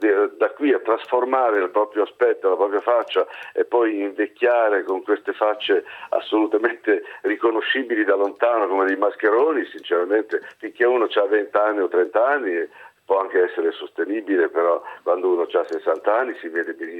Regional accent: Emilia-Romagna, Italy; No, ma che io sono un romagnolo tocchi e la mia dizione non è assolutamente non perfetta.

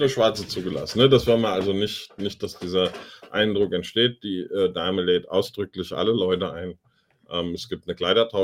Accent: Germany; Ich bin Deutscher.

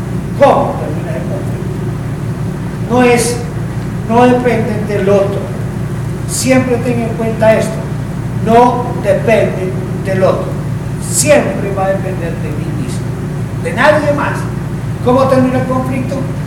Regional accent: Colombia; allá en mi país, ¿no? En Colombia.

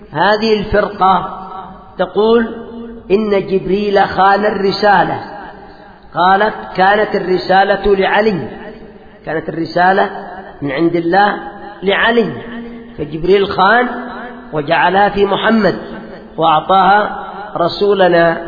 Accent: Yemen; عندنا في اليمن

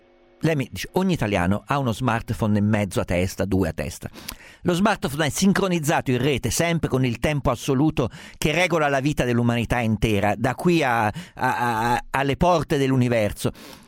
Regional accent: Umbria, Italy; Essendo umbro, fa parte della nostra cultura nazionale.

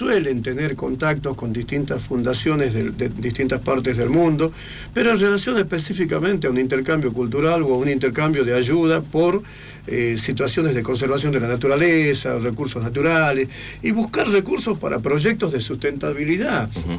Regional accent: Jujuy, Argentina; soy argentino, soy jujeño, coyo, mahuaqueño, de sangre quechua

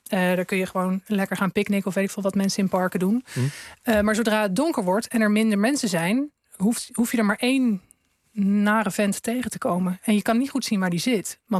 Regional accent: Groningen, Netherlands; Het is een fietspad in Groningen, tussen het centrum en een buitenwijk waar ik ben opgegroeid

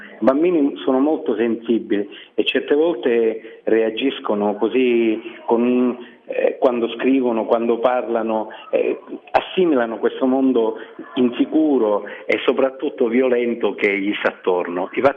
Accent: Favara, Sicily, Italy; born there; ho 60 anni, sono nato a Favara ma per diverse ragioni sono finito a lavorare a Palermo.

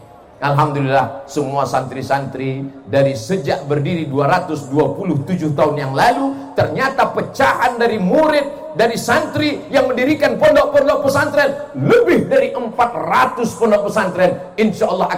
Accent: Riau, Indonesia; Padahal saya orang Melayu, bukan Melayu yang lari itu. Saya ini dari Sumatera, orang Riau, Melayu.

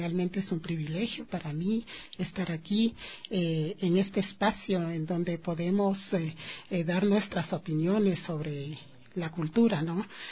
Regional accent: Quito, Pichincha, Ecuador; born there; yo soy nacida aquí, en la ciudad de Quito, ¿no? Pero soy del Valle del Chota de corazón.

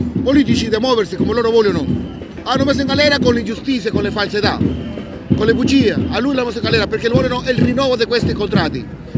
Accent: Lima, Peru; sono di Lima, Perù.

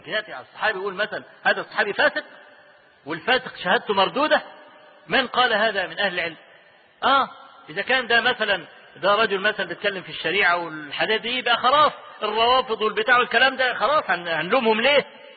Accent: Egypt; أنا أذكر لكم حكاية حصلت عندنا في مصر

